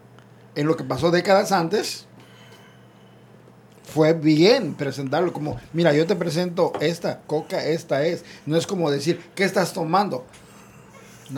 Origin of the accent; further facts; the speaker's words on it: Teloloapan, Guerrero, Mexico; No soy originario de Telolapan, pero viví la mayoría de mis años y me considero de Telolapan, de ahí, Telolapan Guerrero.